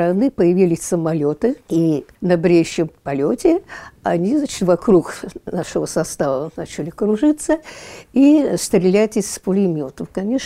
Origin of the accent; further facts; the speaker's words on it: Moscow, Russia; born there; also born or lived in Ukraine; Я родилась 8 мая 1933 года. Родилась я в Москве. Мне было лет 5, когда меня отправили к папиным родственникам на Украину